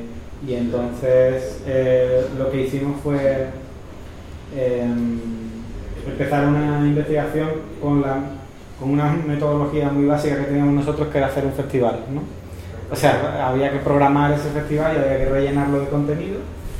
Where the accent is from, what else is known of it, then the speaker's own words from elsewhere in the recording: Seville, Andalusia, Spain; vengo de Sevilla.